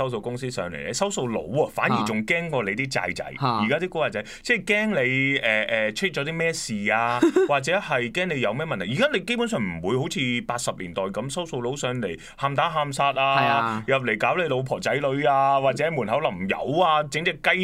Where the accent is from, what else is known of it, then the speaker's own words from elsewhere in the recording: Hong Kong; 其實有時諗翻我哋呢個年代，作為香港人都算係比較幸福嘅